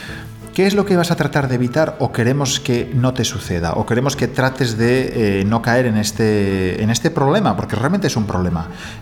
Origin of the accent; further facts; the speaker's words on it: Spain; algo que el español, por norma, no está acostumbrado a hacer, porque somos más